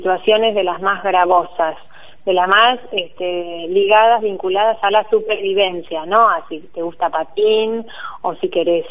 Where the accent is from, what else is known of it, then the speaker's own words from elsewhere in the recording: Tandil, Buenos Aires Province, Argentina; moved away as an adult; also born or lived in La Plata; soy de acá de Tandil, viví hasta los 18, como fui a estudiar a La Plata, y allí estuve hasta el año 2012, ¿sí? Que me volví.